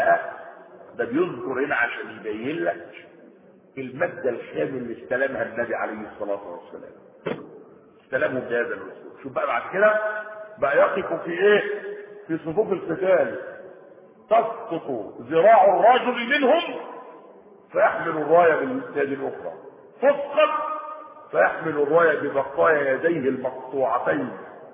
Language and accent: Arabic; Egypt; هو ده النظام الايه بتاع الطرق اللي ماشي عندنا في مصر